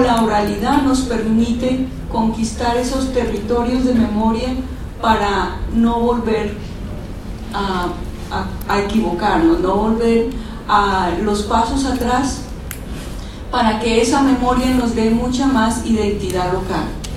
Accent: Nariño, Colombia; Nosotros como colombianos también estamos en esas, nos vamos a reacomodar y necesitamos estar muy plantados en nuestros territorios

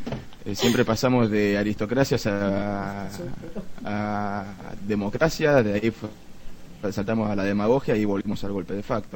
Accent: Argentina; Hablando de un país como Argentina, que no es por agrandarnos ni mucho menos, pero históricamente siempre nos hemos caracterizado porque en Latinoamérica teníamos algo que se llamaba clase media

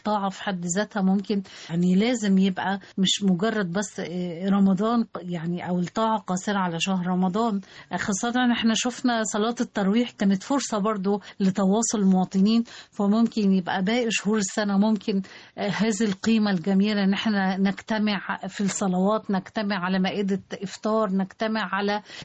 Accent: Egypt; الروابط الاجتماعيه اللي احنا بتميزنا كمصريين

